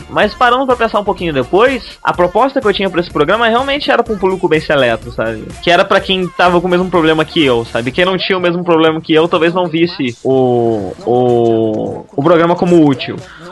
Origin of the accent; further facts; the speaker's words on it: Campos, Brazil; Não, a gente veio de Campos, lá não tem gente que não é escroto.